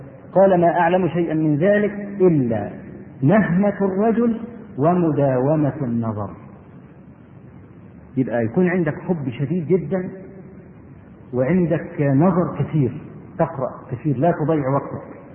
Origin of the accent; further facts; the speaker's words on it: Egypt; عندنا في مصر